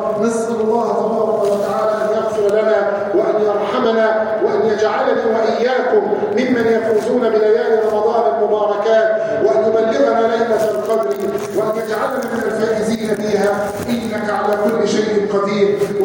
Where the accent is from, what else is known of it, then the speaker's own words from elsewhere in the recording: Egypt; اللهم احفظ بلادنا مصر من الفتن ما ظهر منها وما بطن